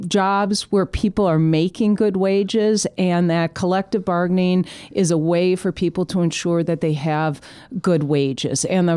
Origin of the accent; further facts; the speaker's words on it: Wisconsin, United States; I love Wisconsin. I'm a fourth generation Wisconsinite, and my great grandparents were farmers